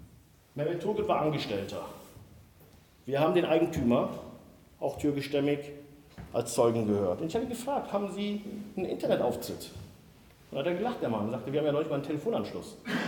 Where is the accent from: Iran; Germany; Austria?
Germany; Siegen, North Rhine-Westphalia; meine Heimatstadt Siegen